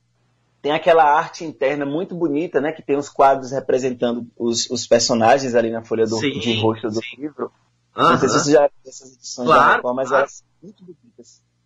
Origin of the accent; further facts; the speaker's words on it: Salvador, Bahia, Brazil; nasci aqui em Salvador, na Bahia. Moro aqui desde criancinha.